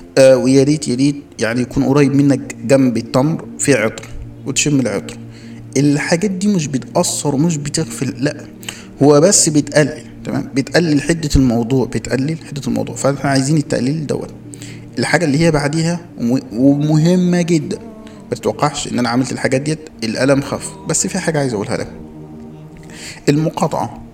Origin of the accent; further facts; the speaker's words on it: Egypt; احنا عندنا في مصر